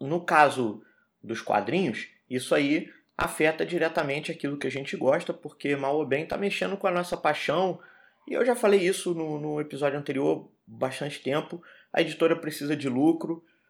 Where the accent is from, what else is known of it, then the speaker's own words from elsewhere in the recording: Rio de Janeiro, Brazil; o carioca, eu sou do Rio, então o carioca